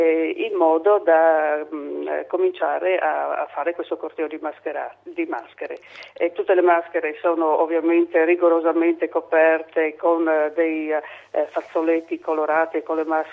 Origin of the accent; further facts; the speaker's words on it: Friuli-Venezia Giulia, Italy; accent: Saurano dialect; parliamo ancora la nostra lingua, il nostro dialetto, che è il saurano e che deriva proprio dalla Valle del Gail.